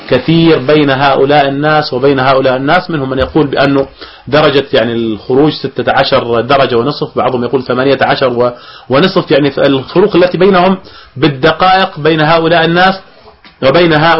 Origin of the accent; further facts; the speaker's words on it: Jordan; بما يعني أجزم به في عندنا في الأردن